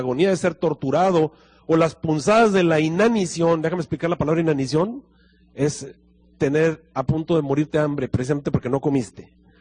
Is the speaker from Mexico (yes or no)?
yes; Monterrey, Nuevo León, Mexico; De paso, yo soy regiomontano, ¿verdad?